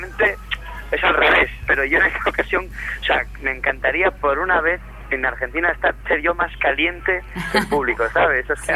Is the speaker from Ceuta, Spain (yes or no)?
no; Gijón, Asturias, Spain; yo que soy un poco de pueblo. Hazte cuenta que yo soy de Gijón, que vivo en una ciudad de 300.000 habitantes.